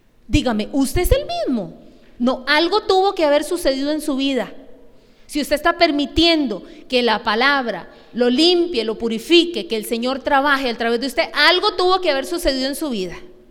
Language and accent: Spanish; Costa Rica; Yo no quiero estar aquí como una tica linda